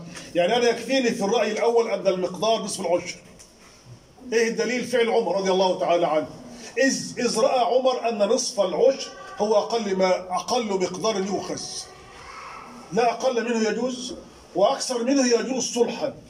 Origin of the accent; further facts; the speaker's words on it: Egypt; من ذمه عندنا في مصر وينتقل به الى السعوديه